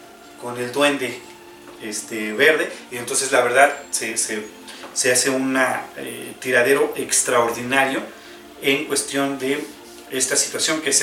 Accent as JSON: {"language": "Spanish", "country": "Bolivia", "said": "soy de Bolivia."}